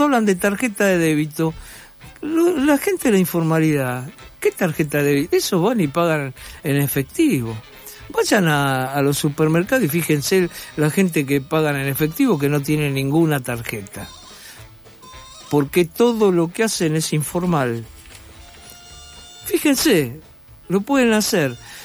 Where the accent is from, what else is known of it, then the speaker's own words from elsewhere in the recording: Argentina; Yo, como argentino de 71 años, yo hasta ahora algo peor que esto no conocí.